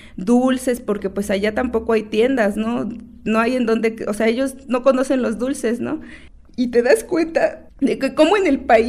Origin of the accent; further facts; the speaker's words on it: Tepoztlán, Morelos, Mexico; Soy una joven de Tepoztlán, dice mi abuelo que soy una doncella teposteca. Tengo 23 años, estoy estudiando actualmente la carrera de Derecho en la ciudad de Cuernavaca.